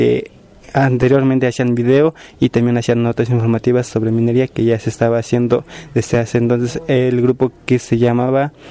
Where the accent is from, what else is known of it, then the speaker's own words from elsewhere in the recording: San Miguel Sinacapan, Mexico; soy de San Miguel Sinacapan